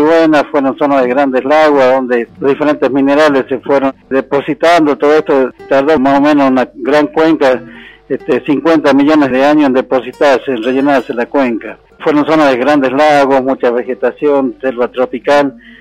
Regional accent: Pagancillo, La Rioja, Argentina; Yo soy nacido y criado en Pagancillo. Pagancillo está aproximadamente a 30 kilómetros del Parque Nacional Talampaya. Es un pueblo que tenemos aproximadamente 1.500 habitantes y vivimos un poco del turismo

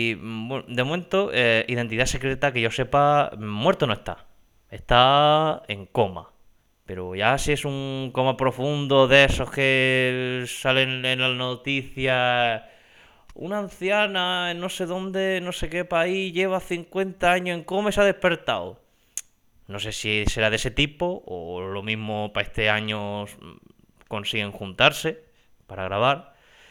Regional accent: Region of Murcia, Spain; accent: Murcian; ¿será que mi acento murciano, mi idioma panocho, mi murcianglish les conquistó?

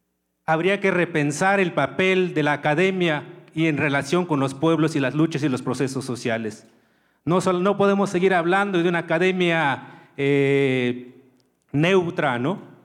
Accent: Tlahuitoltepec, Oaxaca, Mexico; Muy buenos días, soy de Tlahuitoltepec.

